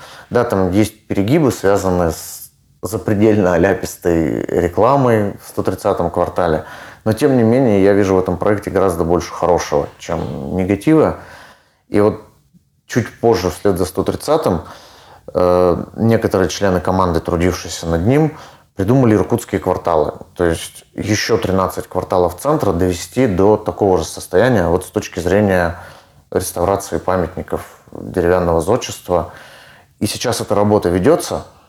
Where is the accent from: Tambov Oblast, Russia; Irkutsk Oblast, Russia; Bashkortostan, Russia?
Irkutsk Oblast, Russia; Irkutsk; Я вырос в этом районе, на перекрестке Байкальской и Тимирязева.